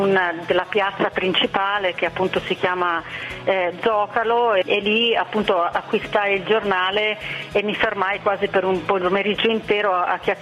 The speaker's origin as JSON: {"language": "Italian", "town": "Bolzano", "region": "Trentino-Alto Adige", "country": "Italy", "tie": "born or raised there", "said": "Io sono di Bolzano, sì, cresciuta a Bolzano, e, insomma, amo le Dolomiti"}